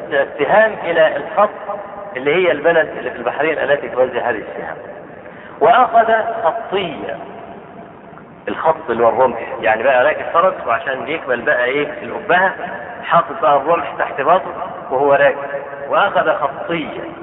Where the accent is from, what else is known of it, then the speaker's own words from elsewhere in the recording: Egypt; شوف عندنا في مصر